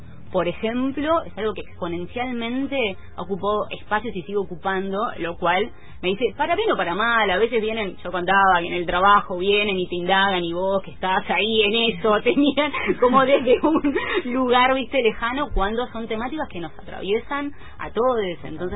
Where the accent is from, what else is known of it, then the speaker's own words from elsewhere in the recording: Comodoro Rivadavia, Chubut, Argentina; Sí, en Comodoro Rivadavia, mi ciudad natal.